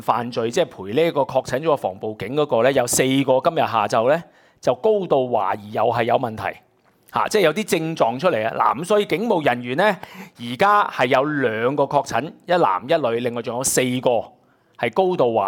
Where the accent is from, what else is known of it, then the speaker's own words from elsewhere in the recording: Hong Kong; 令到我哋香港人受傷啊！